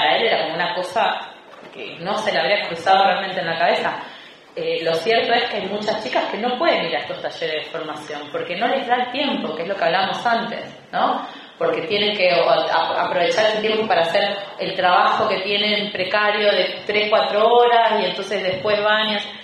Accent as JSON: {"language": "Spanish", "region": "Misiones", "country": "Argentina", "said": "en donde yo soy de Misiones."}